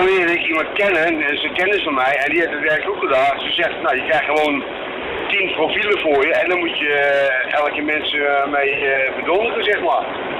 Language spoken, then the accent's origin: Dutch; Hees, Gelderland, Netherlands; want ik kom zelf uit Hees.